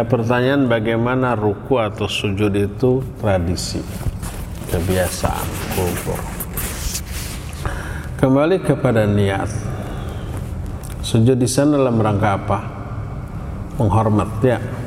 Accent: West Java, Indonesia; Sebagai orang Sunda, saya lewat nyebut punten sambil dongkok.

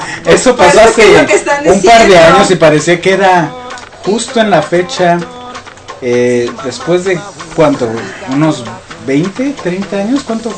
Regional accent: Mexico City, Mexico; nosotros venimos de la Ciudad de México

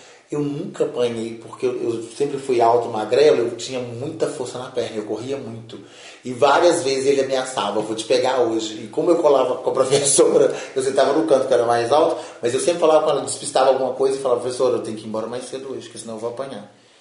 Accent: Belo Horizonte, Minas Gerais, Brazil; tenho 43 anos, nasci em Belo Horizonte, cresci no Morro das Pedras. Quando teve os acidentes lá da Boca do Lixo, a gente foi transferido. Aí vai fazer 35 anos já, né, Conjunto Esperança.

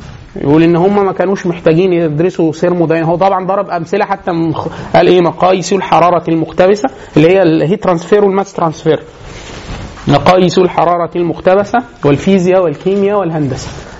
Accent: Egypt; وان كان مش مشهور عندنا في مصر او في المشرق عموما

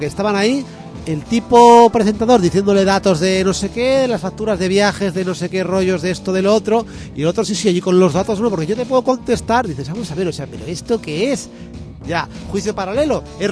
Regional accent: Cuenca, Castilla-La Mancha, Spain; yo es que soy de Cuenca.

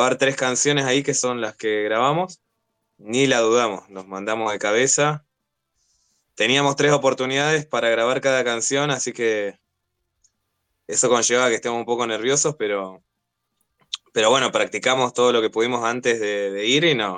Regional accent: Florencio Varela, Buenos Aires Province, Argentina; Nosotros somos de Varela, sí.

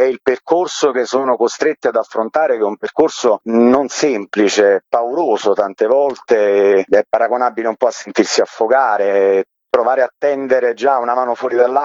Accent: Salerno, Campania, Italy; io sono originario di Salerno

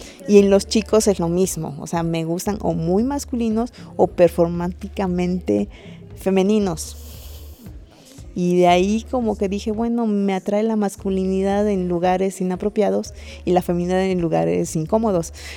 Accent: Mérida, Yucatán, Mexico; soy de Mérida, ajá, Yucatán, sí.

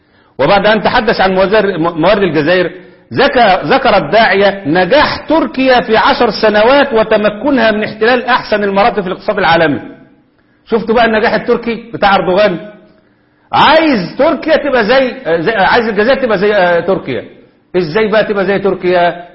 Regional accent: Egypt; عندنا في مصر.

